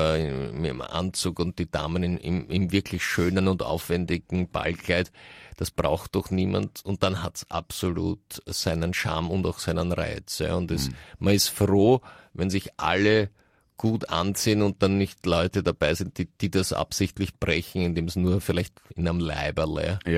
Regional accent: Russia; Ja, ich komme ja aus Russland.

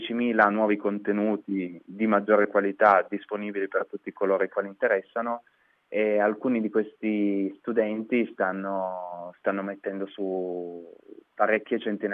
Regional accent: Turin, Piedmont, Italy; Poi io sono di Torino, quindi abbiamo iniziato da quelle di Torino.

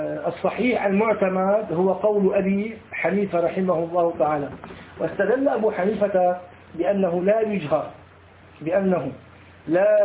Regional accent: Syria; أما عندنا في سوريا غفر الله للجميع يقولون الله أكبر الله

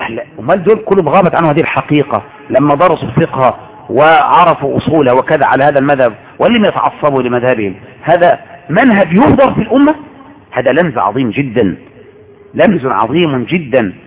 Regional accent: Egypt; ولهذا عندنا في مصر كنا نتربى على كده

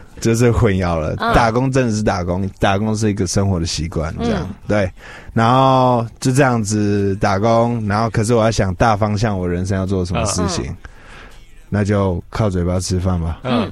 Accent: Taiwan; 因为我从小就在台湾长大嘛，然后中文可以讲，讲的还行这样。

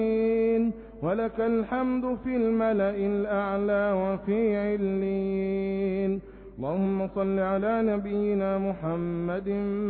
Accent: Egypt; اللهم ربنا احفظ بلدنا مصر بحفظك

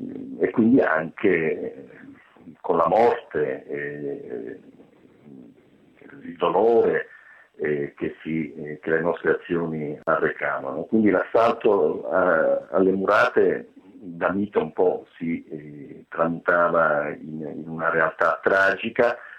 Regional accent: Lecce, Apulia, Italy; also born or lived in Pontecorvo, Italy; Sono nato a Pontecorvo, lo ricordo della mia infanzia, proprio un viaggio da Pontecorvo, nella prima macchina di mio padre carabiniere, un topolino grigio che ci portava a Lecce, dove poi avrei vissuto la mia infanzia e la mia giovinezza.

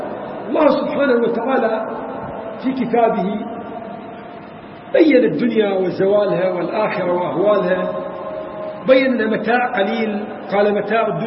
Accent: Iraq; عندنا في العراق

